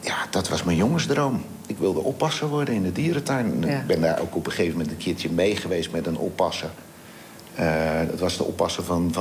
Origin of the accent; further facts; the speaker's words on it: Vlaardingen, South Holland, Netherlands; Ik ben in Schiedam geboren. Mm-hmm. En vanaf mijn 4e zijn wij verhuisd naar Vlaardingen. En daar ben ik als jochie eigenlijk opgegroeid.